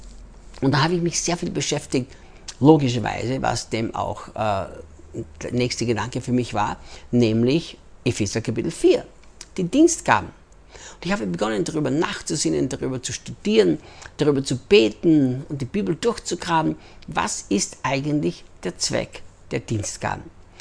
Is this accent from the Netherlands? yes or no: no; Austria; moved away as an adult; also born or lived in United States; now in Brazil; ich bin Österreicher, in Österreich geboren, Österreich aufgewachsen, lebte dann 10 Jahre in den Vereinigten Staaten, arbeitete bei Morningstar Ministries mit Rick Chonamit und lebe seit 8 Jahren jetzt, fast 9 Jahren schon hier in Brasilien